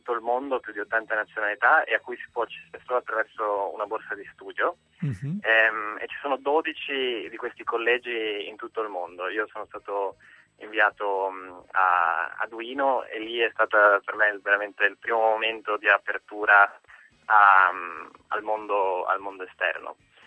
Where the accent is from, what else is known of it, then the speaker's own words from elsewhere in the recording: Padua, Veneto, Italy; non sono figlio di eurocrati o di coppie internazionali, quindi sono nato a Padova, ho studiato lì al liceo classico